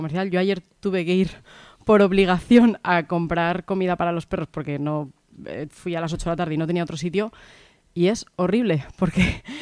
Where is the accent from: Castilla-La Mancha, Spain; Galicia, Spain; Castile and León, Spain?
Castilla-La Mancha, Spain; now in Zaragoza, Spain; Yo como manchega